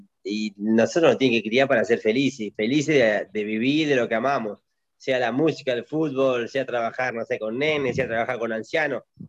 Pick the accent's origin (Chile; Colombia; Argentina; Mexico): Argentina; Argentina es hermoso, y tengo mi gente, y tengo mi pueblo